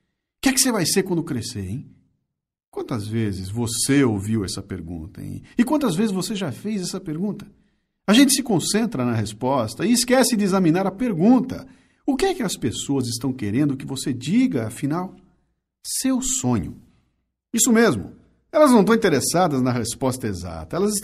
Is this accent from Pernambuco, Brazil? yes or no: no; Bauru, São Paulo, Brazil; born there; now in São Paulo, Brazil; como é bom ser caipira. Eu nasci em Bauru e vim para Capitar com 19 anos para estudar.